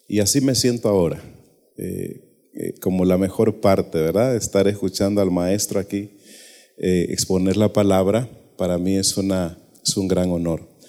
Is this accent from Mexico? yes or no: no; Olancho, Honduras; moved away; soy hondureño del departamento de Olancho, pero por la voluntad de Dios vine a este país. Ya voy para 8 años de estar aquí por segunda vez